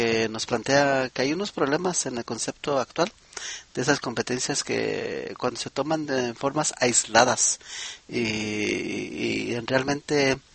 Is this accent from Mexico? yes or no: no; United States; El inglés, vamos a decir que es mi primer lengua académica. Fui aquí a la escuela en Estados Unidos desde muy pequeño y ahora empiezo a dominar el español académico.